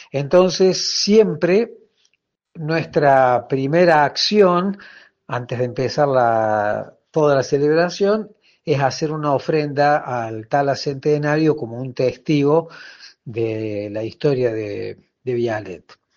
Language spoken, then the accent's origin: Spanish; Argentina; la riquísima diversidad étnica y cultural que teníamos como argentinos, que hemos recibido tanta inmigración desde siempre.